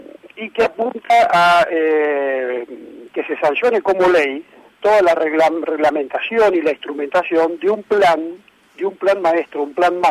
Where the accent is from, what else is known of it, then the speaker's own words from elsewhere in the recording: Argentina; lo que nosotros conocemos como argentinos